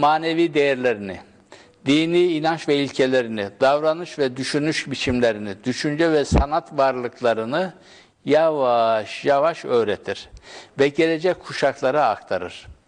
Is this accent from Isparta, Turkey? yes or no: yes; Isparta, Turkey; Benim doğup büyüdüğüm köyümün karşısında bu Toros Dağları'na bağlı olarak bir Anamas Dağı var.